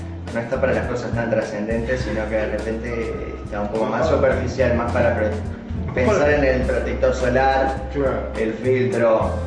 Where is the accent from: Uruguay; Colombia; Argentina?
Uruguay; y como uruguayos consumidores y turistas